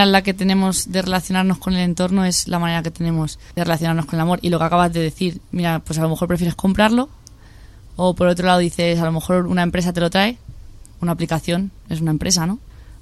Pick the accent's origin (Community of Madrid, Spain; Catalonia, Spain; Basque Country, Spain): Community of Madrid, Spain; San Fernando de Henares; also born or lived in Coslada; Yo nací en Madrid. Me he criado en San Fernando de Henares y Coslada, en municipios así de la periferia, y siempre he estado vinculada a los pueblos de mi familia, que son Villamayor de Santiago en Cuenca y Cifuentes en Guadalajara.